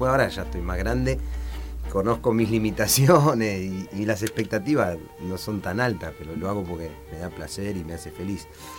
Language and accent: Spanish; Mar del Plata, Buenos Aires Province, Argentina; born there; Sí, señor, aquí he nacido en el año 79.